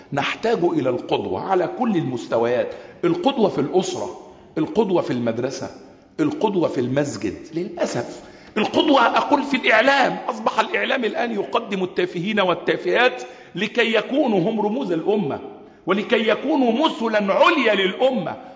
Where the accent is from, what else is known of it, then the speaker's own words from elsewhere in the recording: Egypt; وأخص بلدنا مصر